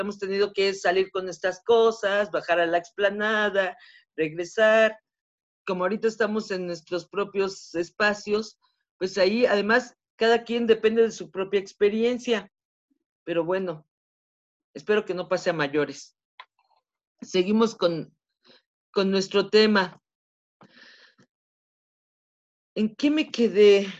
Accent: Mexico City, Mexico; yo soy del lado de los Pedregales, en la zona de los Pedregales de la Ciudad de México. Estoy acá hasta por el Estadio Azteca. Yo aquí desde mi ventana veo el Estadio Azteca. Entonces estoy muy al

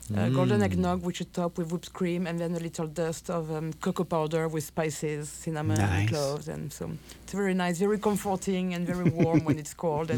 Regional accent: France; English is a second language; moved away as an adult; now in United States; and so I'm from France, obviously. And I've been in Minnesota for 15 years, about.

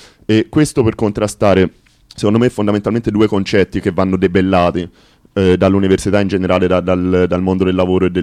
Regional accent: Pisa, Tuscany, Italy; sono contento di questa notizia da Pisa, che non sapevo, che essendo la mia terra d'origine

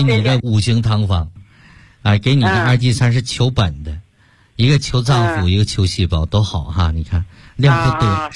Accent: Beijing, China; 我们北京人不是说病根儿吗？

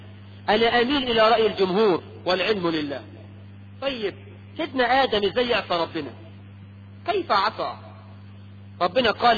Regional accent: Egypt; واحنا كمصريين تقول

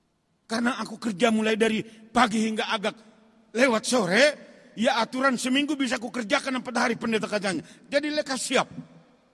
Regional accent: North Sumatra, Indonesia; Kalau orang kita Batak, bodo sarupa anak do paruma, boru do parumaen, bisa.

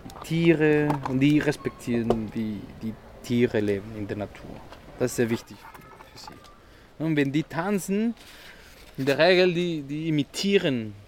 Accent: northern Mexico, Mexico; German is a second language; In Mexiko im Norden haben wir die Wüste, die Wüsteregion. Und da, ja, wir kommen aus dieser Ecke, aus Norden Mexikos

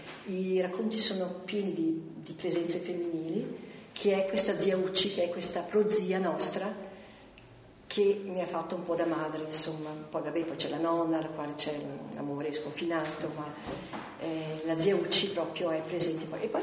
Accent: Trentino-Alto Adige, Italy; sintetizzare 100 anni di storia della mia terra, ma anche di indurre il lettore a capire cos'era la Valsugana

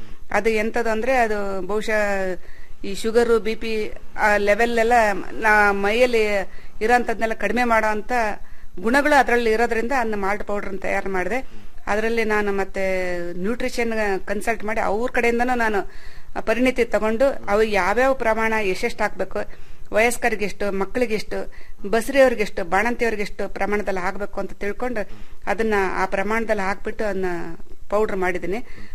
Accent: Karnataka, India; ಹುಟ್ಟೂರು ನಂದು ಶಿವಮೊಗ್ಗ ಜಿಲ್ಲೆ ಆಗಿರೋದ್ರಿಂದ ನಾನು ಅಲ್ಲೂ ನೋಡಿಲ್ಲ.

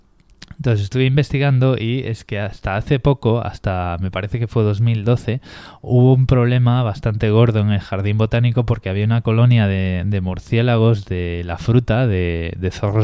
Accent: Spain; es que soy español

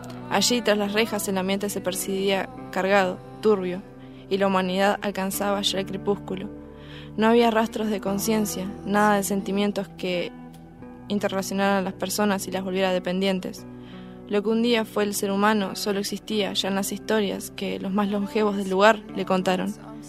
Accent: Bariloche, Río Negro, Argentina; de Bariloche.

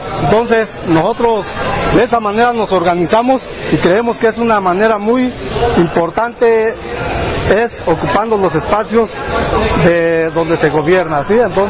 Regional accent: Cherán, Michoacán, Mexico; Yo, por ejemplo, soy de Cherán. Cherán es una comunidad que no fue colonizada, ¿sí? La forma como nos colonizaron a nosotros fue a través de la cruz, la religión, pero es una comunidad que no es mestiza

